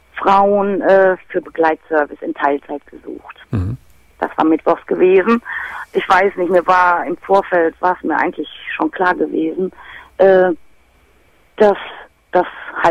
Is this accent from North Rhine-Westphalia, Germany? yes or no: yes; Dortmund, North Rhine-Westphalia, Germany; born there; ich bin gebürtige Dortmunderin